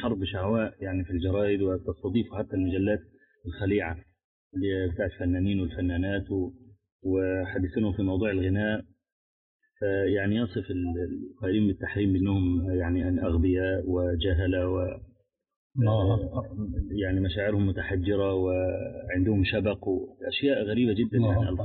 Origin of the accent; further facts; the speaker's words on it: Egypt; من الشباب عندنا في مصر يعانون من هذا البلاء